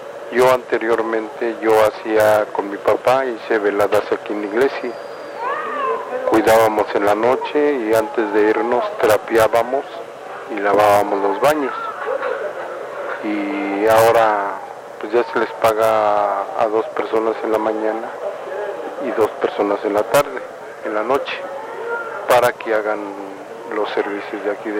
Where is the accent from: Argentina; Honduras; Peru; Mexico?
Mexico; Mexico City; Yo soy del pueblo de San Lorenzo de Sonco y Zapalapa, DF.